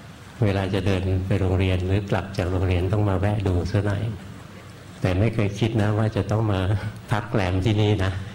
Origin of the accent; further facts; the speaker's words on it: Bangkok, Thailand; บ้านเกิดหลวงพ่ออยู่แถวนี้แหละอยู่แถววรจักรนี่เอง